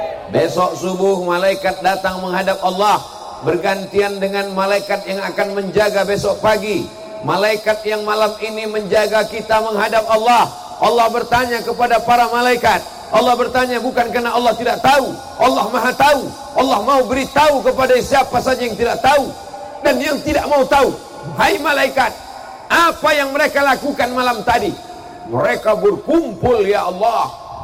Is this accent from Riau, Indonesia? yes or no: yes; Riau, Indonesia; Sampai ke Riau, di kampung halaman saya